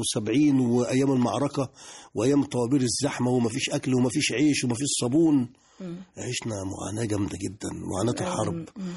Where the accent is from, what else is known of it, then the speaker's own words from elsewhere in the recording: Egypt; حلاوة بلدنا مصر وإحنا برا مصر، لأن أنا سافرت كتير جدا برا مصر، ما لقيتش مكان أجمل وأحلى من مصر.